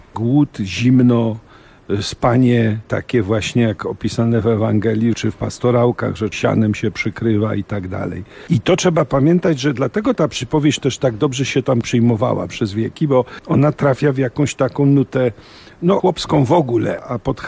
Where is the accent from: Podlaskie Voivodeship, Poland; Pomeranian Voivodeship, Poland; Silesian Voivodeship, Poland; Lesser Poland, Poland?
Lesser Poland, Poland; my tu górale mamy, prawda, swoje